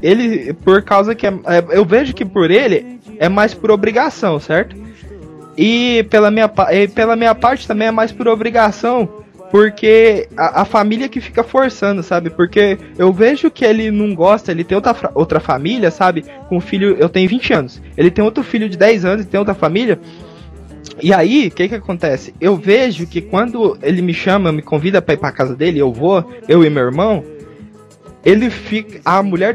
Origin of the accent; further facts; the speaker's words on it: Goiás, Brazil; accent: caipira; Isso, eu sou de Goiás, mas o sotaque é parecido, né?